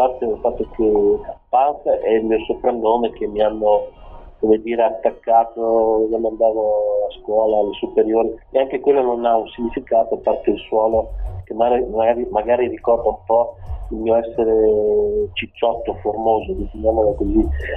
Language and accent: Italian; Lombardy, Italy; non sono di Modena, ma provincia di Mantova, però al confine con la provincia modenese.